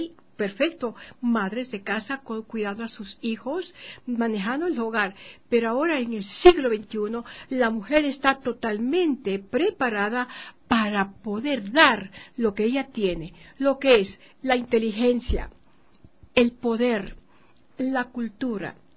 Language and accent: Spanish; Ecuador; como ecuatoriana que soy, dije: no, mi patria, voy primero a Ecuador.